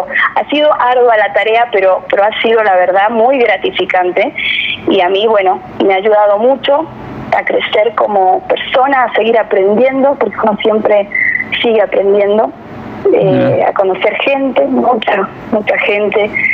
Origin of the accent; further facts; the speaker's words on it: Argentina; estoy orgullosa, siempre lo voy a decir, de ser argentina, de vivir en mi país